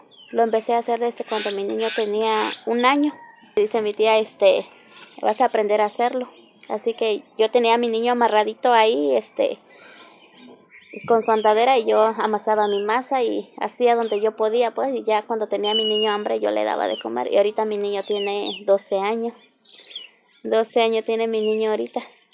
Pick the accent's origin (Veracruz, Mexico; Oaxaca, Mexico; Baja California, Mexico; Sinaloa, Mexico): Oaxaca, Mexico; Santa María Jicaltepec; y pues aquí soy de Santa María Jicaltepec.